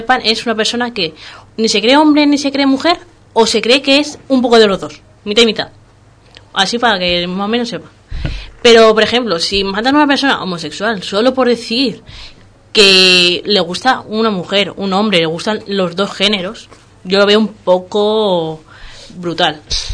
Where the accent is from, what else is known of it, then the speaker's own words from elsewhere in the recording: Madrid, Community of Madrid, Spain; No, yo soy de Madrid.